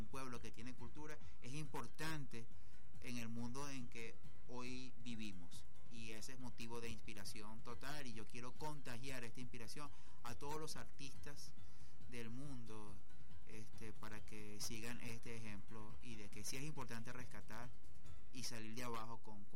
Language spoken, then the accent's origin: Spanish; Suriname; yo soy un cimarrón de Surinam, y bueno, hay que recordar que en los 80s hubo una guerra civil que azotó sobre todo a mi región y a mi pueblo